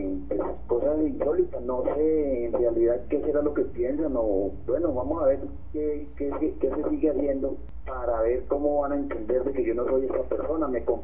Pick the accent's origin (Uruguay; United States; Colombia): Colombia; Entonces no sé a dónde iremos a parar con el sistema de justicia que tenemos en Colombia